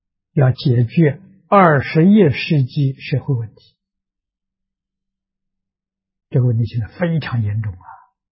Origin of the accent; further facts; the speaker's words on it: China; 佛门里面拜佛拜菩萨，那跟我们中国人拜祖先意思相同